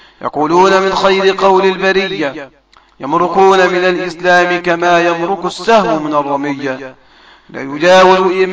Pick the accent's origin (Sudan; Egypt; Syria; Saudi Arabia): Egypt; وإلى إخواني من أهل السنة في بلدنا مصر خاصة.